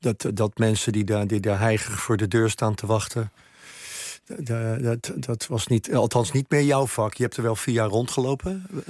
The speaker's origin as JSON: {"language": "Dutch", "town": "Rotterdam", "region": "South Holland", "country": "Netherlands", "tie": "born there", "said": "naar onze geboortestad Rotterdam vertrok"}